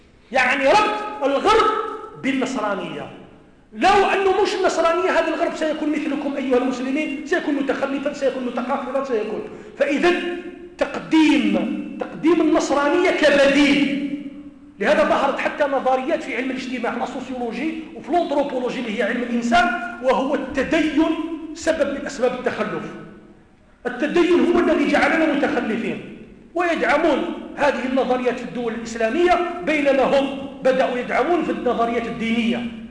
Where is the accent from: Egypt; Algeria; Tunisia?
Algeria; Kabylie; أنا قلت أنا راني من منطقة القبائل،